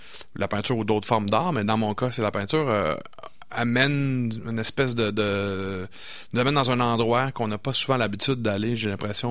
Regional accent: Montreal, Quebec, Canada; now in Quebec City, Canada; Je trouve ça super drôle parce que moi, je suis originaire de Montréal.

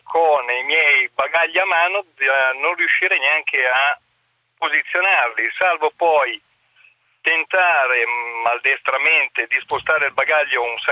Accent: Como, Lombardy, Italy; Viaggiavo da Messina e tornavo verso Como, io sono di Como

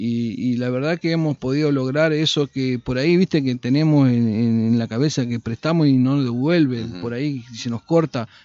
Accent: Concordia, Entre Ríos, Argentina; Yo, cuando digo que soy de Concordia, ¿no?

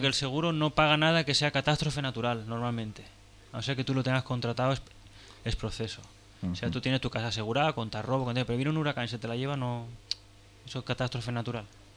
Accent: Xixona, Valencian Community, Spain; Una vez en mi pueblo, en Gijona

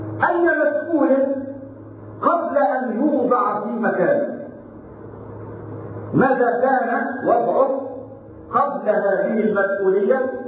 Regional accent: Egypt; قال الأثرياء في السابق في مصر في بلدنا مصر

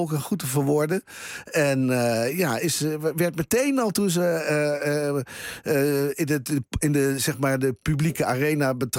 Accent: Drenthe, Netherlands; Ik ben zelfs ben ik geboren en getogen in Drenthe.

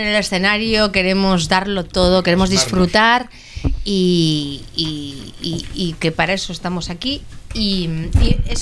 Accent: Eibar, Basque Country, Spain; Y Gastelupeco está cerca de mi pueblo de Eibar.

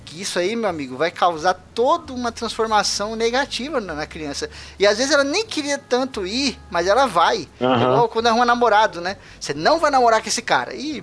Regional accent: Osasco, São Paulo, Brazil; eu nasci em favela, em Osasco.

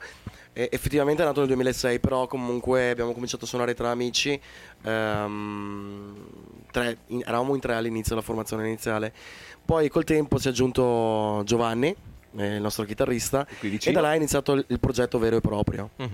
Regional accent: New Zealand; first language English; Italian is a second language; now in Italy; sono originario della Nuova Zelanda, cresciuto con madrelingua inglese, quindi mi viene naturale cantare in inglese.

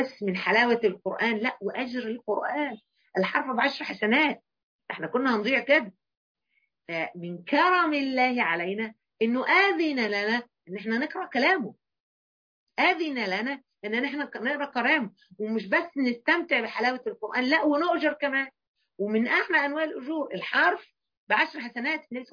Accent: Egypt; يعني أكتر حاجة مثلا احنا كمصريين قابلناها حتة حلوة وقوية المانجا الجوافية

